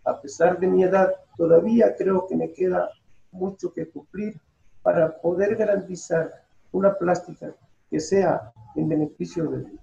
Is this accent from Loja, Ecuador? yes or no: no; Manabí, Ecuador; Yo soy de origen manabita. Allí crecí, estuve hasta la escuela.